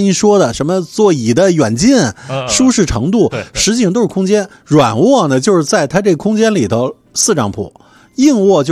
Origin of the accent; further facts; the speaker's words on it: Beijing, China; 因为我是北京人嘛，每一次都从北京出去以后设计一条线路